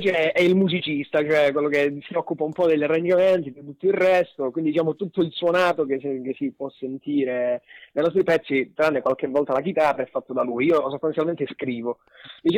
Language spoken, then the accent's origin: Italian; Catanzaro, Calabria, Italy; now in Rome, Italy; siamo cresciuti a Catanzaro, siamo vicini di casa anche, e adesso siamo coinquilini qui a Roma.